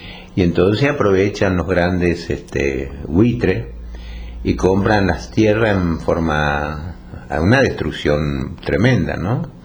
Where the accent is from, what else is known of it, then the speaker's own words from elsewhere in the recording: Chaco, Argentina; vida infantil surgió allá en el Chaco. Yo nací en el Impenetrable. Mi padre era... ellos eran agricultores.